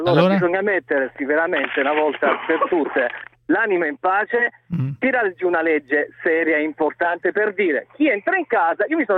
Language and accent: Italian; Taranto, Apulia, Italy; now in Lecce, Italy; in questo momento mi trovo a Lecce per lavoro, sono di Taranto, ma sto a Lecce.